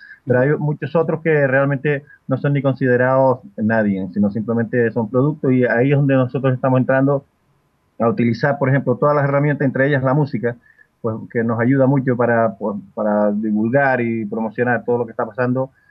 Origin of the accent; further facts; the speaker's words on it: Canary Islands, Spain; yo en el caso mío, yo soy canario